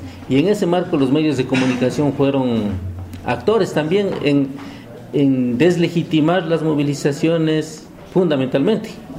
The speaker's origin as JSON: {"language": "Spanish", "country": "Ecuador", "said": "del Estado Plurinacional del Ecuador"}